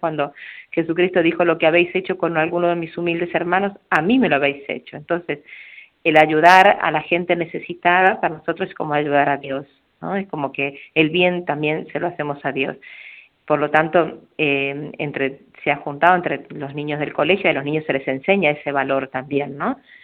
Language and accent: Spanish; Argentina; now in Formentera, Spain; somos 3 argentinas en este momento y 1 ecuatoriana